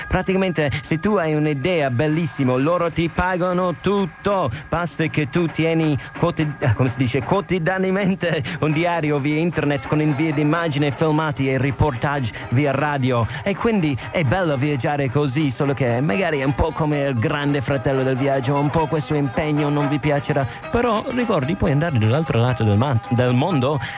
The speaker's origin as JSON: {"language": "Italian", "country": "Ireland", "second_language": "Italian", "said": "io non sono l'unico straniero che lavora in questa stazione, io sono irlandese"}